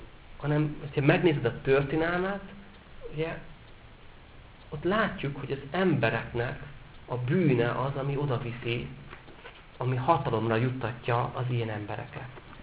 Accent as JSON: {"language": "Hungarian", "town": "Esztergom", "region": "Komárom-Esztergom", "country": "Hungary", "said": "Én például esztergomi vagyok."}